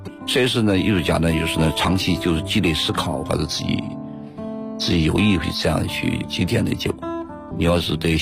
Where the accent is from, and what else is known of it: China